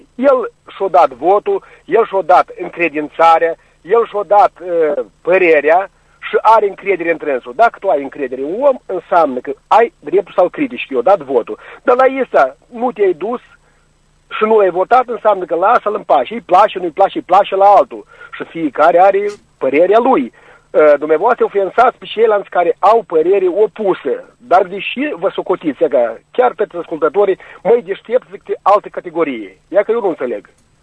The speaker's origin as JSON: {"language": "Romanian", "town": "Călărași", "region": "Călărași District", "country": "Moldova", "said": "de la Călăraș."}